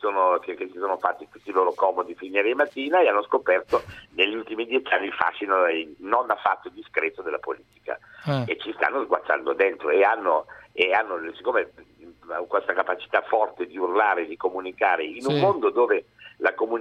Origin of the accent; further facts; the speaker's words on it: France; Italian is a second language; moved away as an adult; now in Italy; Io sono venuto in Italia a 18 anni da francese